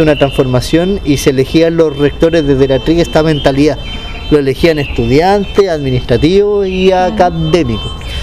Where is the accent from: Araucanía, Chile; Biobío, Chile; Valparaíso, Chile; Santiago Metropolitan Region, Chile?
Valparaíso, Chile; En Valparaíso, yo que soy de Valpo, a la hora de los saqueos se iban.